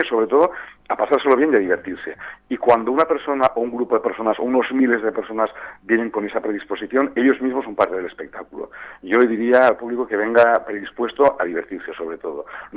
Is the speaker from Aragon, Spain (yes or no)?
yes; Fraga, Aragon, Spain; Yo estoy allí en Fraga, nosotros somos gente de pueblo, gente muy popular, somos de aquí, de España, y nos movemos prácticamente poco